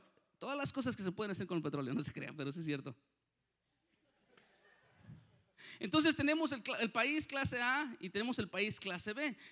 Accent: Mexico; en México, yo soy de México, para los que no, que parezco italiano, pero soy de mexicano.

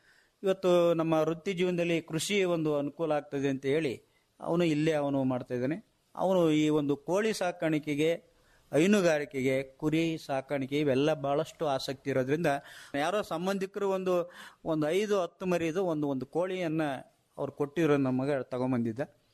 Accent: Madihalli, Karnataka, India; sir ನಾವು ಪ್ರಾಥಮಿಕ ಶಾಲೆಯನ್ನು ಮಾದಿಹಳ್ಳಿ ನಮ್ಮೂರಲ್ಲೇ 1-4 ತರಗತಿ

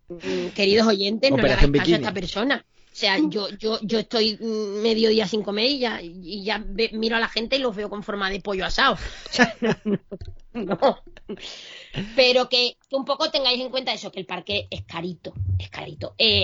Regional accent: Spain; A ver, ¿sabes que soy española? Que eso es mi sello de identidad.

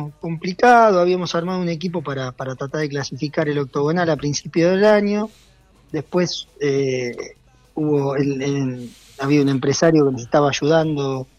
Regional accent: Argentina; Somos así los argentinos somos bastante difíciles en ese sentido.

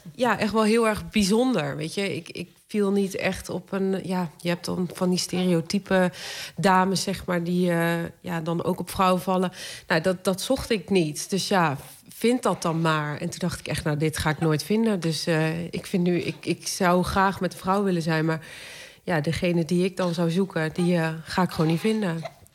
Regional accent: Groningen, Netherlands; En ik kom uit Groningen en daar was helemaal niet echt heel erg veel.

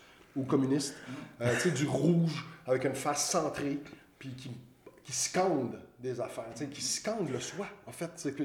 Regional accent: Montreal, Quebec, Canada; Je suis Montréalais très assumé, puis je suis très il y a beaucoup d'anglicisme dans mon langage.

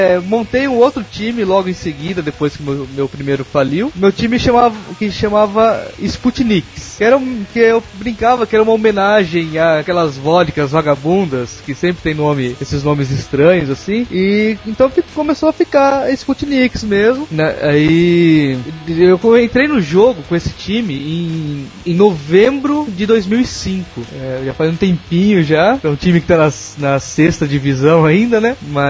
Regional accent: Rio Claro, São Paulo, Brazil; Sou de Rio Claro, interior de São Paulo, perto de, na região de Campinas, Piracicaba, pra esses lados.

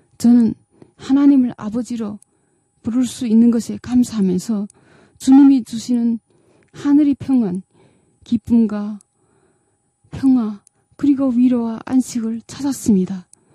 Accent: North Korea; now in South Korea; 저도 북한에 살 때 집에서 엄마가 그런 말을 했던 기억이 납니다.

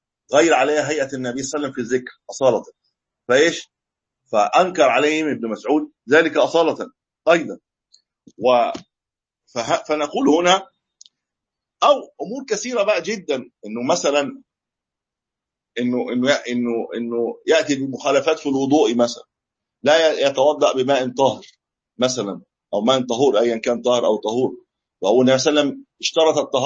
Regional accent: Egypt; الناس بقى لها 300 سنه عندنا في مصر 300 700 سنه بيحتفل بالمولد النبوي

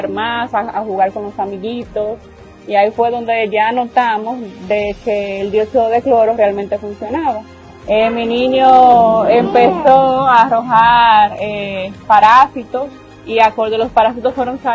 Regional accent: Dominican Republic; y soy de la República Dominicana.

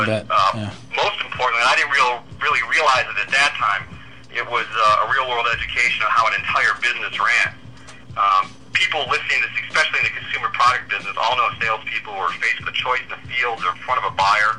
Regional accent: Detroit, Michigan, United States; Yeah, it's tough because I grew up in Detroit, and it was. They're kind of the same way.

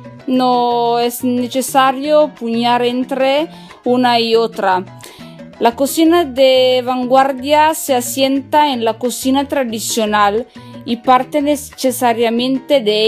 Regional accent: northern Italy, Italy; Spanish is a second language; yo soy italiana del norte de Italia, estudio español da sola y perdonadme si voy a hacer un poco de mala pronunciación

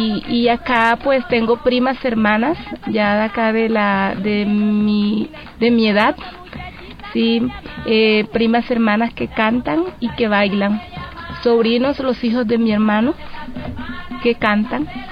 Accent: San Martín, Bolívar, Colombia; de participar en las festividades como en mi pueblo, andar detrás de las carrozas, como San Martín celebra la Navidad con tamboras

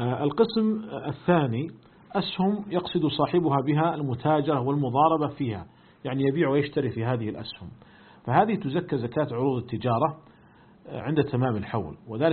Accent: Saudi Arabia; فمثلا عندنا في المملكة العربية السعودية جميع الشركات المساهمة ملزمة بدفع الزكوات إلى مصلحة الزكاة والدخل

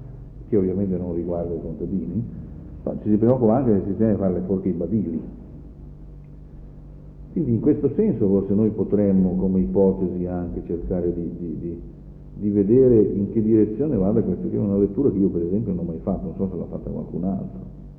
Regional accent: Piedmont, Italy; Il mio paese, in Piemonte

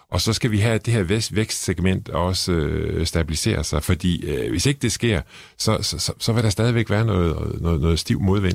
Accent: Struer, Central Denmark Region, Denmark; jeg kommer fra Struer, så har man noget kærlighed til den gamle virksomhed deroppe.

